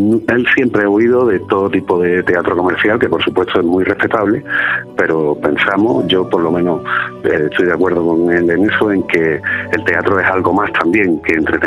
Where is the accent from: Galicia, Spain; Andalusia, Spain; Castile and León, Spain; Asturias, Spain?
Andalusia, Spain; Málaga; now in Madrid, Spain; aunque parte de la compañía estamos fuera, vivimos en Madrid, como tú sabes, que es donde trabajamos además habitualmente. Somos todos malagueños